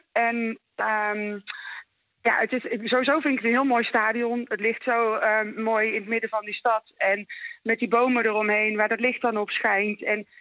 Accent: Waalwijk, North Brabant, Netherlands; moved away as an adult; now in Wormer, Netherlands; Ik kom uit Waalwijk. Daar ben ik geboren en getogen. Ik woon inmiddels 21 jaar in Noord-Holland vanwege de liefde.

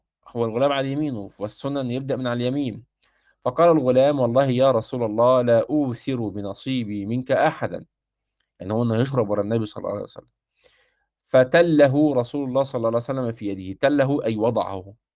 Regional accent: Egypt; زي ما احنا بنسميها عندنا في مصر كده الغديوه

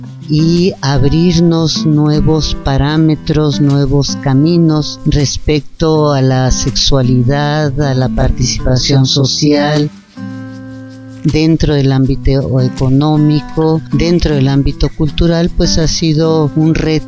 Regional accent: Sonora, Mexico; also born or lived in Chihuahua / Mexico City; now in Amecameca, Mexico; Vengo del norte, Sonora y Chihuahua. Ahí fueron las tierras que me formaron. Y llegué a la Ciudad de México en 1966 a la Escuela de Filosofía y Letras a estudiar teatro. Vivo en Amecameca desde hace 35 años

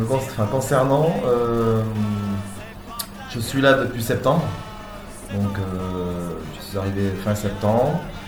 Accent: Bergerac, Nouvelle-Aquitaine, France; born there; Et moi je suis née à Bergerac, donc en Dordogne

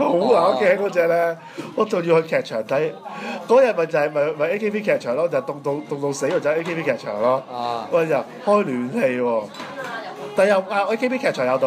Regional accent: Hong Kong; 我哋身為一個香港人咧，係好惡頂嘅

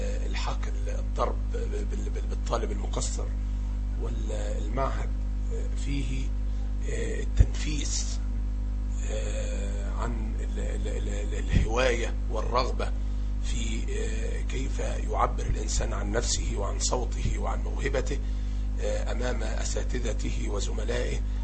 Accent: Tarut, Sharqia Governorate, Egypt; نسبة إلى قريتي، قرية طاروط، مركز زقازيق، محافظة الشرقية التي أقيم بها. تاريخ الميلاد 29/4/65

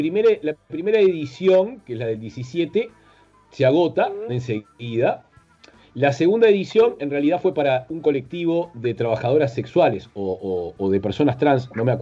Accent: Uruguay; Porque somos muy parecidos a los argentinos, casi somos argentinos, pero no somos, somos como una provincia independiente.

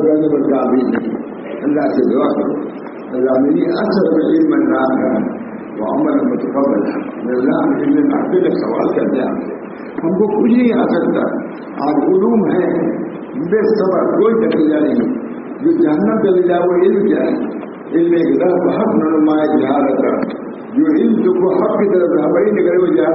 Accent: Allahabad, Uttar Pradesh, India; الہ آباد میں کیونکہ رہتا ہوں اور کوئی نہیں کرتا ہے میں کہتا ہوں تو میں شہر کا ہوں

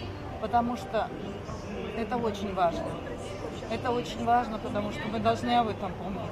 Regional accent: Sevastopol, Ukraine; Я сама из Севастополя. Это город-герой.

